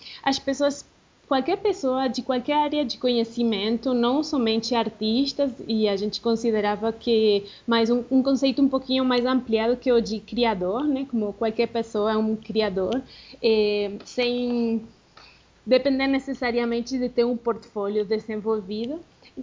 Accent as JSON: {"language": "Portuguese", "country": "Argentina", "also_born_or_lived": "Brazil", "second_language": "Portuguese", "lives_now": "Medellín, Colombia", "said": "eu sou argentina e morei no Brasil uns 10 anos, mais ou menos. E atualmente eu estou na Colômbia, morando na cidade de Medellín"}